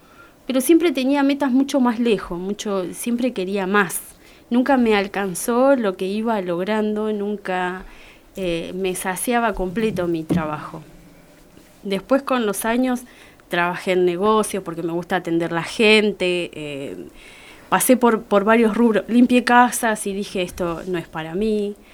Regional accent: Uriburu, La Pampa, Argentina; De Uriburu.

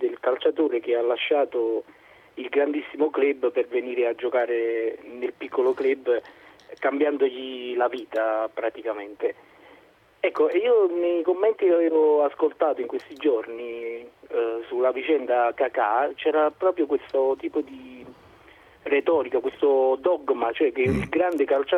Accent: Naples, Campania, Italy; io sono di Napoli

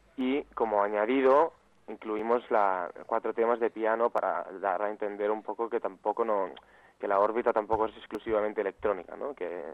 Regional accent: Barcelona, Catalonia, Spain; los dos que lo creamos somos de Barcelona, pero uno de los dos, yo soy el que actualmente está en Barcelona

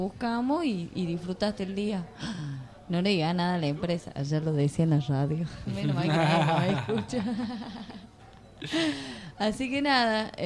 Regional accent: Jujuy, Argentina; No, había ido porque soy Jujeña.

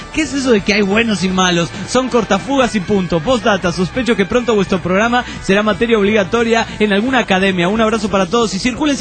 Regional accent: Tarija, Bolivia; Un saludo para todos los tarijeños.

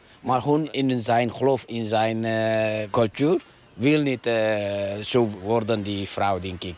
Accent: Eritrea; Dutch is a second language; Uit Eritrea.

